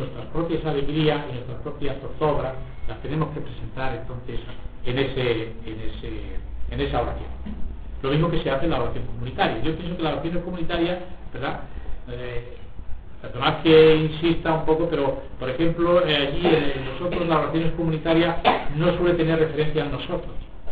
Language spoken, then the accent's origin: Spanish; Extremadura, Spain; Sí, hay extremeño, yo soy extremeño, ¿verdad?